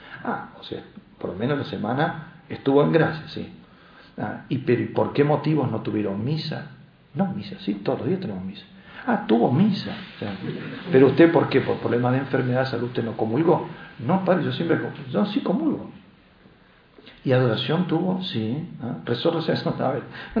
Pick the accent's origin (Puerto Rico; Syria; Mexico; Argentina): Syria; moved away; Una de las sorpresas más grandes que me llevaba cuando salí de Siria es levantarme a la mañana, levantar la perillita y se prendía la luz. En Siria no teníamos luz, vivíamos en un sótano.